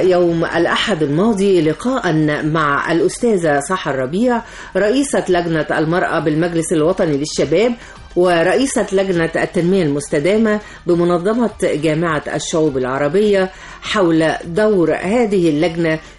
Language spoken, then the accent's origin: Arabic; Egypt; ده احنا مصريين مع بعض يا جماعة.